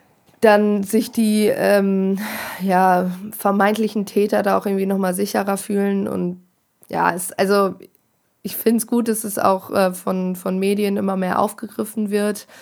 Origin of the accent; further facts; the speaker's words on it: Bielefeld, North Rhine-Westphalia, Germany; now in Hanover, Germany; ich komme zwar aus Bielefeld, studiere aber in Hannover